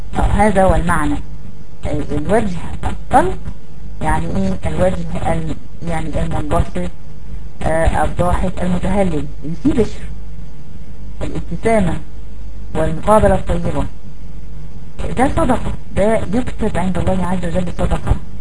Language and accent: Arabic; Egypt; الاناء الممتلئ بالماء اللي احنا بنقول عليه عندنا في مصر الجردل